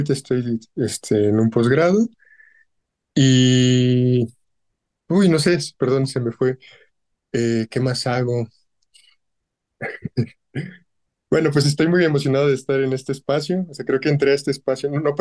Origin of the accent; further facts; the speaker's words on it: Nayarit, Mexico; now in Mexico City, Mexico; Yo soy de Nayarit. Vivo acá en el DF, o Ciudad de México. Ahorita estudio, bueno, yo estudié biología, ecología.